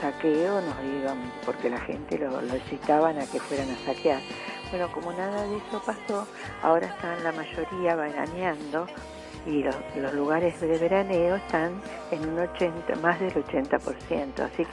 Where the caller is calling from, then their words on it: Tigre, Buenos Aires Province, Argentina; de Tigre.